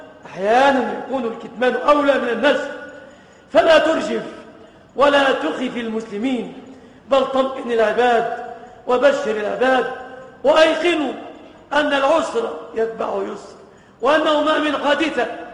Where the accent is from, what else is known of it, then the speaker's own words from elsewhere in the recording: Egypt; بلادنا مصر